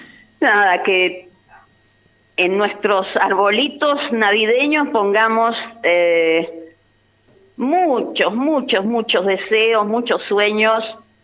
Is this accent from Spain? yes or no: no; Argentina; nuestros sueños como argentinos de ser campeones se hizo realidad.